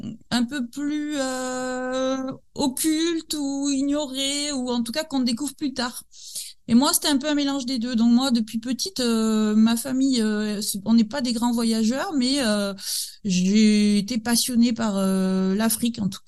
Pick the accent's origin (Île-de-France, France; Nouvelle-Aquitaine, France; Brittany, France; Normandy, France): Nouvelle-Aquitaine, France; moi j'ai 43 ans aujourd'hui, je suis originaire du Pays Basque